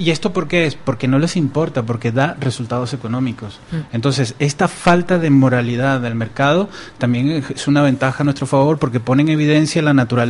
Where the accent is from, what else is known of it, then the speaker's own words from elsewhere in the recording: Venezuela; moved away; yo soy venezolano y vivo aquí y soy miembro